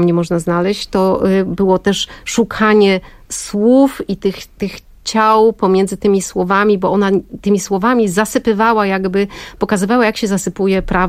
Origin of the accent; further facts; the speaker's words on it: Lower Silesian Voivodeship, Poland; wychowałam się w Kotlinie Kłodzkiej. Moi rodzice przyjechali faktycznie z Krakowa, poznali się na Akademii Medycznej w Krakowie podczas studiów i szukając pracy wylądowali w Kłodzkim